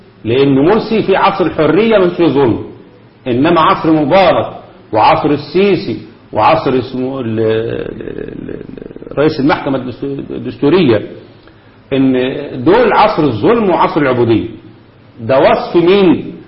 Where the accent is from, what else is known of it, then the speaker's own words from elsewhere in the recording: Egypt; ده اللي بيحصل عندنا في مصر، بس هنا مصر خدت الدرس.